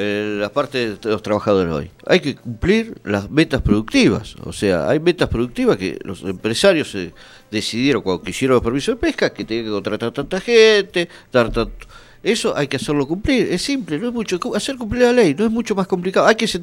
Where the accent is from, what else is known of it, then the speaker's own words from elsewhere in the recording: Mar del Plata, Buenos Aires Province, Argentina; moved away; Yo vengo de Mar del Plata, somos un habitante, 800.000 habitantes más o menos, ¿no?